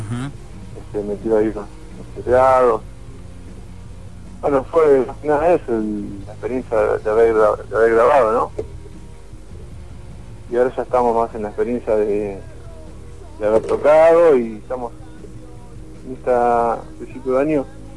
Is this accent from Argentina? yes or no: yes; Moreno, Buenos Aires Province, Argentina; De Zona Oeste, somos de Moreno.